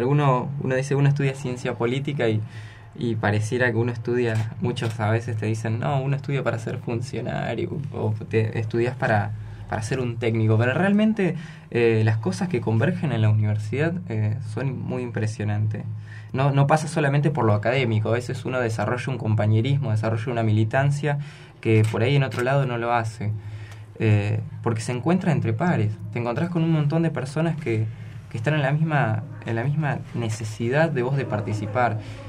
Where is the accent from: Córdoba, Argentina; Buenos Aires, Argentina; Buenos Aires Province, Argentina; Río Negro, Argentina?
Río Negro, Argentina; San Antonio Oeste; No, soy de San Antonio Oeste.